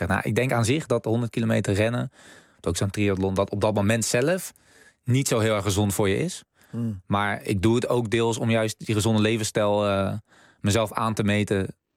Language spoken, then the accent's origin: Dutch; Maastricht, Limburg, Netherlands; Ik kom hier uit Maastricht.